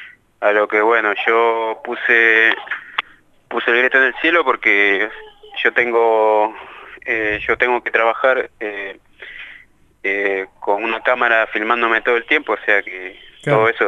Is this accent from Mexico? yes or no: no; Peru; siendo que yo soy peruano.